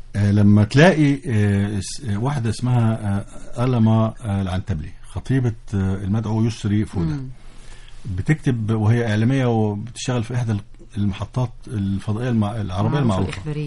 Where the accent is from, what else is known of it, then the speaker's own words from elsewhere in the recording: Egypt; لكن احنا كمصريين كنا نتمنى ان يحدث الاتي